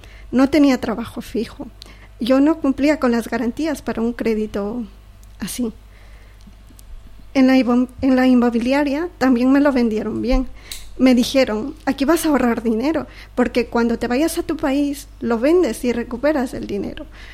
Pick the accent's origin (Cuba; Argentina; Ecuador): Ecuador; ecuatoriana.